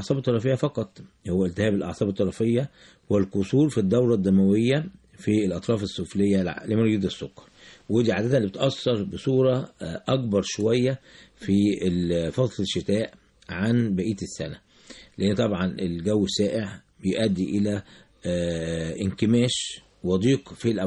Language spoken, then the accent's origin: Arabic; Egypt; احنا عندنا في مصر هنا العيان ما يكتشفش ان عنده سكر